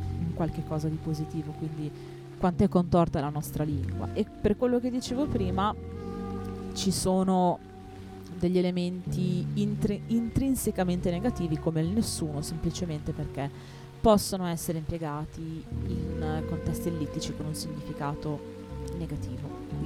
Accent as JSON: {"language": "Italian", "region": "Emilia-Romagna", "country": "Italy", "said": "per me da Emiliano"}